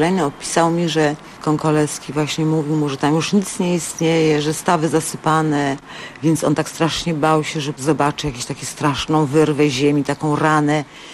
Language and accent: Polish; Suchedniów, Świętokrzyskie Voivodeship, Poland; born there; Że się urodziłam w Suchedniowie, niedaleko poczty.